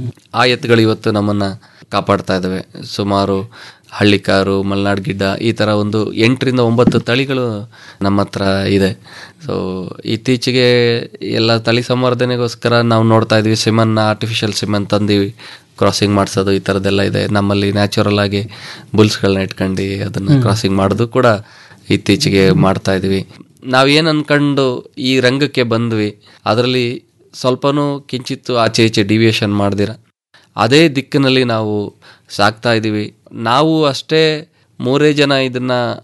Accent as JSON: {"language": "Kannada", "town": "Krishnarajanagara", "region": "Karnataka", "country": "India", "tie": "born or raised there", "also_born_or_lived": "Holenarasipura", "said": "ಮೂಲತಃ ನಮ್ಮದು ಹೊಳೆ ನರಸೀಪುರ, ತಂದೆ ವಿಲೇಜ್ ಅಕೌಂಟೆಂಟ್ ಆಗಿದ್ದರು, ತಾಯಿ ಗೃಹಿಣಿ. ನಾವು ಸೆಟ್ಲ್ ಆಗಿದ್ದೆಲ್ಲ ಕೆಆರ್ ನಗರದಲ್ಲಿ, ತಂದೆಗೆ ಕೆಲಸ ಕೆಆರ್ ನಗರ ಸುತ್ತಮುತ್ತ ಇತ್ತು."}